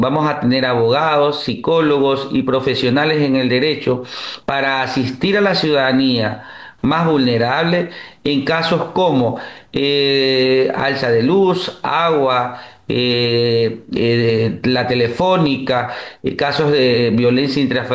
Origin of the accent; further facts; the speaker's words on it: Ecuador; esa hermandad que debemos vivir como ecuatorianos, eso es hacer patria